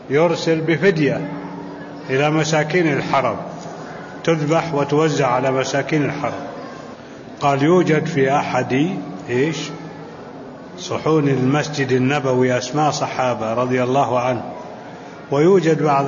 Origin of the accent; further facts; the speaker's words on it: Saudi Arabia; هو في عندنا في السعودية.